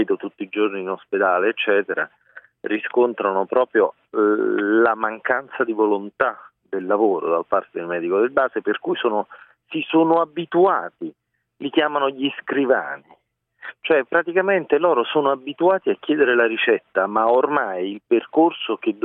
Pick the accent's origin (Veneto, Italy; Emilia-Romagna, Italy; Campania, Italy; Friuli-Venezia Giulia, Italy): Campania, Italy; Naples; Ho lavorato un po' in Piemonte, ho lavorato in Campania. Io sono originario di Napoli.